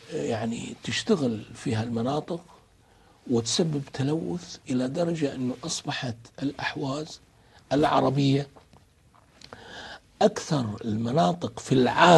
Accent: Kuwait; مساكين الأحوازية عندنا في الكويت

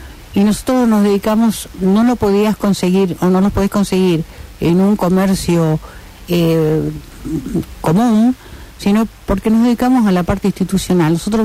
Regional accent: Rosario, Santa Fe, Argentina; also born or lived in Salta; yo por ejemplo me considero muy rosarina, porque mi formación es rosarina, pero yo nací en Salta, una zona endémica, digamos, de desnutrición

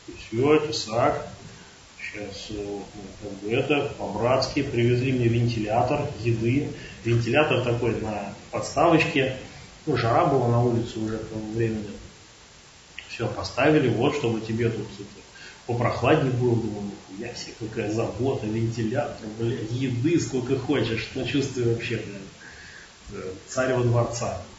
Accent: Ryazan, Ryazan Oblast, Russia; он говорит, ну что, ты откуда? Я вот из Рязани.

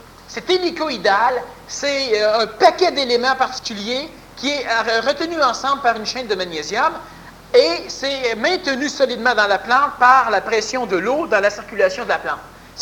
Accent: Quebec, Canada; born there; d'ailleurs je suis né au Québec parce que c'est ici que c'est plus intéressant.

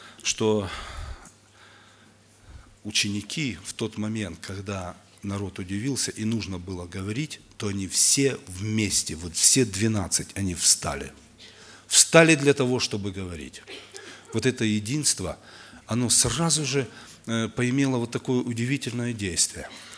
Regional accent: Ukraine; Я с Украины.

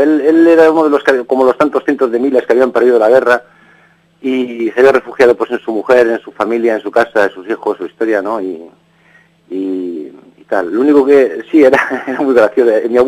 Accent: Vigo, Galicia, Spain; Sí, soy gallego. Soy gallego de Vigo. Nací, pues, no sé cómo decirte, muy pobre. Nuestra Galicia es una tierra que no tiene la industrialización que han tenido las demás

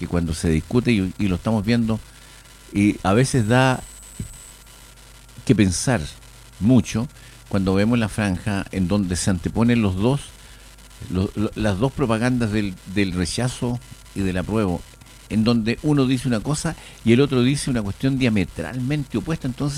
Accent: Chile; esas dos condiciones que debemos cumplir como chilenos

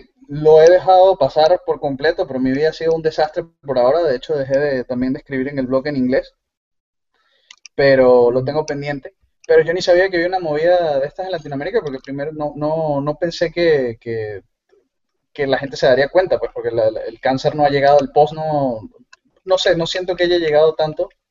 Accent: Venezuela; accent: Venezuelan; mi acento venezolano se mestizó, se mezcló con acento peruano, porque mi esposa fue criada en Perú, y con la única persona con la que hablo español seguido es ella, entonces se me pega.

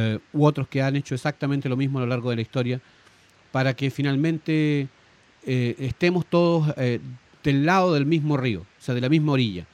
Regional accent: Chile; nos criamos pensando en Chile

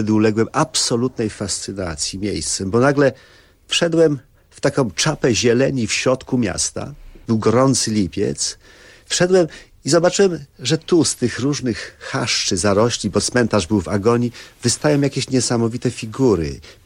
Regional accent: Lower Silesian Voivodeship, Poland; born there; ja urodziłem się na Dolnym Śląsku, jak wielu tutaj po wojnie. Moi rodzice są z Wadowic, także no zachodnia Galicja.

